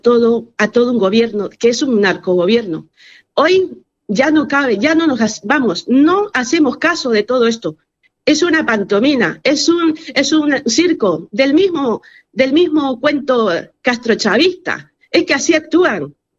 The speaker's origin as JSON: {"language": "Spanish", "country": "Bolivia", "said": "Esto a mí, como boliviana, y a todos los bolivianos, somos conscientes de lo que está viviendo Bolivia."}